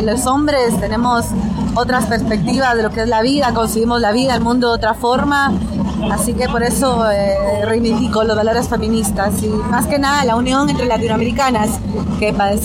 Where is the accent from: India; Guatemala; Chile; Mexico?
Guatemala; moved away as an adult; now in Argentina; soy guatemalteca de origen, vivo en la Argentina hace 10 años, tengo 29 años, soy mamá de dos niños.